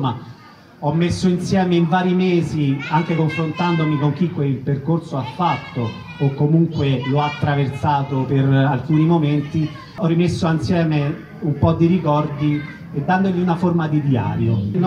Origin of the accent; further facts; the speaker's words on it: Rome, Lazio, Italy; io, nato e cresciuto a Monteverde